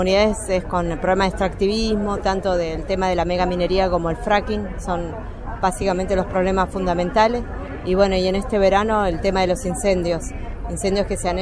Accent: Corcovado, Chubut, Argentina; Vengo de la provincia de Chubut, soy mapuche y bueno, actualmente soy la coordinadora nacional de la primera marcha Mujeres Originarias por el Buen Vivir. Pertenezco a la comunidad mapuche Pillamahuiza en la zona de Esquel, a 100 kilómetros al sur de Esquel

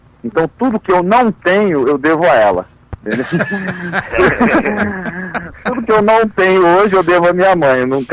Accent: Rio de Janeiro, Brazil; Eu nasci em Ipanema e depois fui pra Copacabana e fui até hoje.

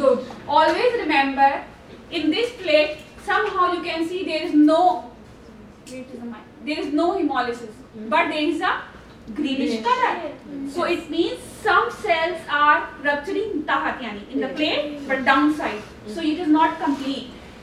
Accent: Pakistan; She was thinking maybe I am Irani, I can speak Arabic, but she does not know that I am Pakistani.

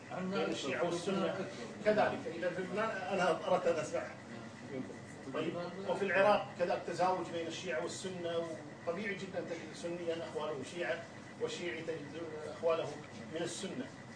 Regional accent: Kuwait; وما في اي مشكله كان عندنا في الكويت.

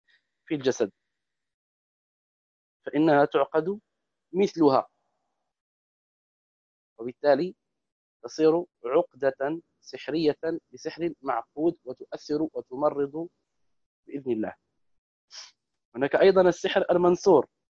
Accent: Morocco; وهو يسمى بالدارجة عندنا في المغرب بالتقاف

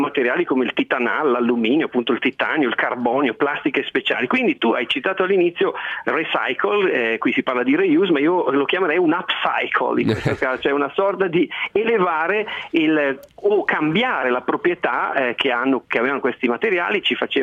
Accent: Lombardy, Italy; born there; sono nato in Valle Camonica e quindi li conosco bene.

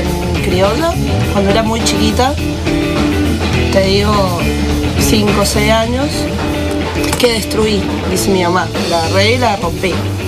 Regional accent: Las Heras, Mendoza, Argentina; Yo también soy de Las Heras.

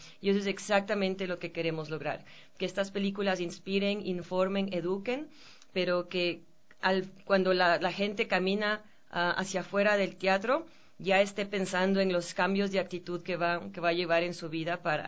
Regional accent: Ecuador; he sido capaz de convencer a estos directores que me los dejaran mostrar en mi país.

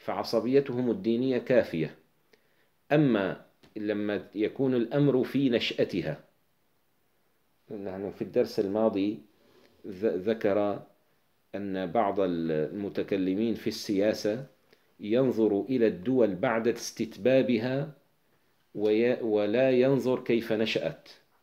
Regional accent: Damascus, Damascus Governorate, Syria; طيب أنا كدمشقي، البيروتي أقرب إلي من الحمصي، أقرب بكثير

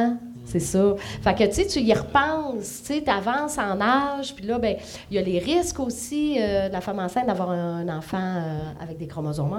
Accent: China; c'est pas le fait que je suis une Chinoise

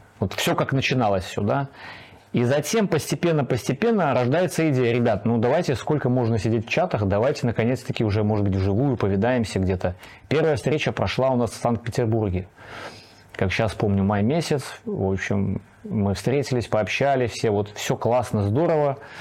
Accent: Gomel, Gomel Region, Belarus; я из Беларуси, город Гомель

